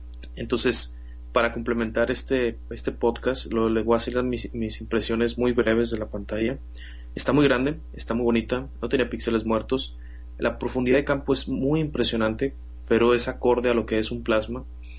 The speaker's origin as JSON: {"language": "Spanish", "country": "Mexico", "said": "Pero como buen mexicano, debo decir"}